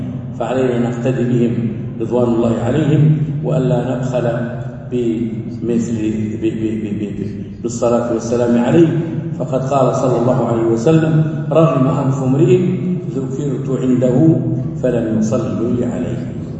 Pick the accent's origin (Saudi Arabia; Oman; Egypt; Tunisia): Saudi Arabia; أن تكون بلادنا المملكة العربية السعودية